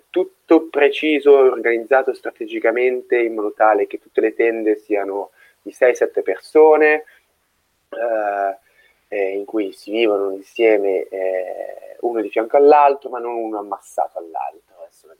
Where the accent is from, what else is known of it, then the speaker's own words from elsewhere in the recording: Milan, Lombardy, Italy; Da milanese sono abbastanza abituato all'umidità, al freddo, al grigio, alla pioggia.